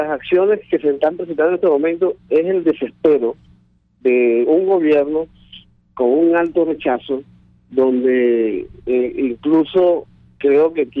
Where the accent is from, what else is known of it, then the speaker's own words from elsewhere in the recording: Venezuela; no me quita a mí en lo particular como venezolano y conocedor de lo que puede estar pasando en esos espacios